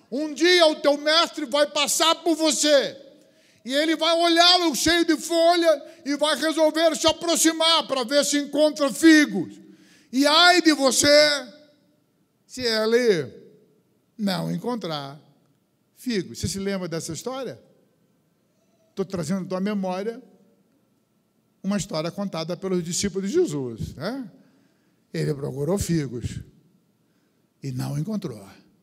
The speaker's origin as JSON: {"language": "Portuguese", "town": "Cabo Frio", "region": "Rio de Janeiro", "country": "Brazil", "tie": "born or raised there", "said": "Eu sou natural de Cabo Frio, praias lindas, areias branquinhas."}